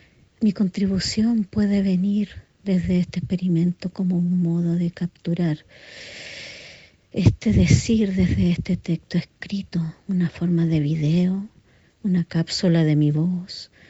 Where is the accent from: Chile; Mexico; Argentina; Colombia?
Chile; also born or lived in Santiago / Europe / New Zealand; soy investigadora de danza y arte, soy chilena